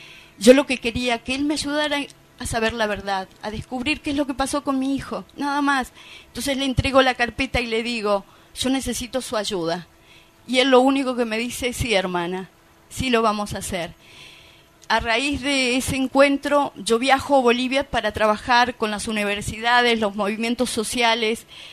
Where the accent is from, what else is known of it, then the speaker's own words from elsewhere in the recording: Argentina; dijimos, las dos somos de Argentina, nos abrazamos